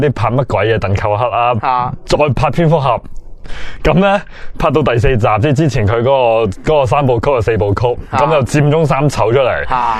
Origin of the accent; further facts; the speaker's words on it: Hong Kong; 有啲咧系我哋香港人常常称呼啦